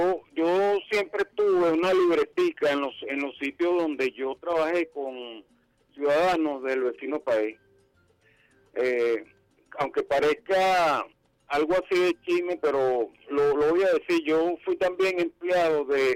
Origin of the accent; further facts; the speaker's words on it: Venezuela; yo como venezolano